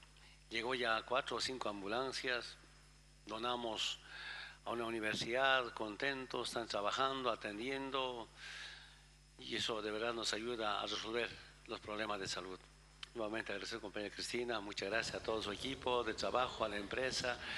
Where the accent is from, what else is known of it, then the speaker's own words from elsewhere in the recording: Bolivia; mi pueblo de Bolivia, hemos avanzado en la salud